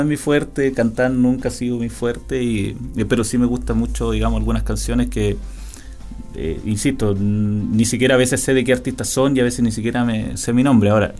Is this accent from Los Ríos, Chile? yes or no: yes; Panguipulli, Los Ríos, Chile; cuando yo me vine de Panguipulli a Valdivia, me vine a un hogar universitario.